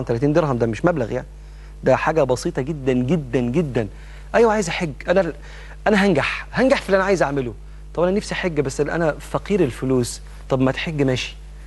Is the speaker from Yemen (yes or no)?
no; Egypt; وده منتشر جدا عندنا في مصر وفي كثير من الدول العربيه